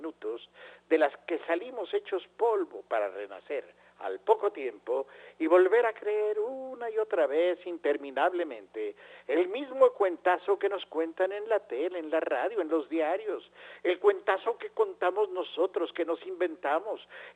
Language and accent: Spanish; Mexico; Como verán, soy un aficionado mexicano al fútbol o algo semejante que se juega aquí.